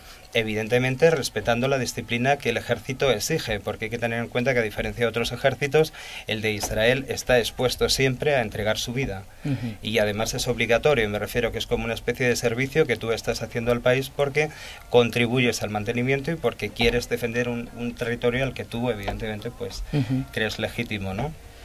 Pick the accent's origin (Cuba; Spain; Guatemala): Spain; por cómo se me escucha hablar, pues se nota que evidentemente soy español